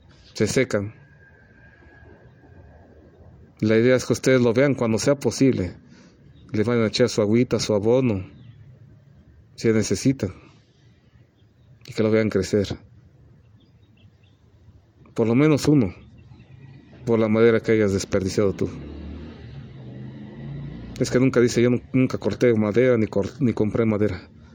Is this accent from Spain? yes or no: no; Mexico; para que no se pierda, ni se siga perdiendo mi pueblo mexicano, de nuestra perla mexicana